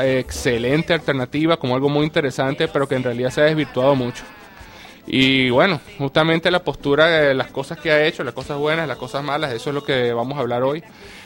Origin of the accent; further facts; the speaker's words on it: Venezuela; o simplemente es una postura como venezolano